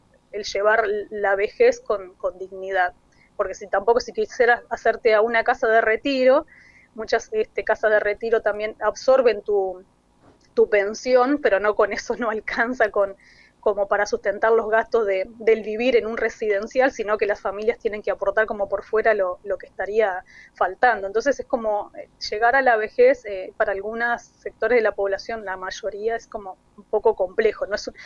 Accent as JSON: {"language": "Spanish", "town": "Mercedes", "region": "Soriano", "country": "Uruguay", "tie": "born or raised there", "lives_now": "Montevideo, Uruguay", "said": "en mis 46 años de vida, claro, tengo más años de vida acá en Montevideo que en mi ciudad natal, pero yo soy de Mercedes, ahí de Soriano, limítrofe con Río Negro"}